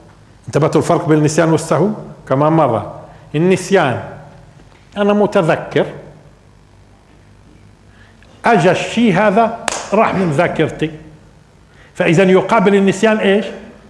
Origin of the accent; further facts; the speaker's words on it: Palestine; احنا مرات بننصب على لانه فلسطينيين.